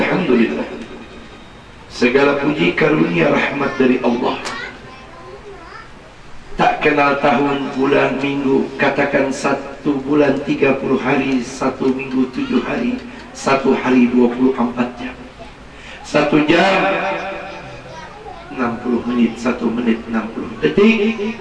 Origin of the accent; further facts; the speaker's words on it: Jakarta, Indonesia; Saya datang dari Jakarta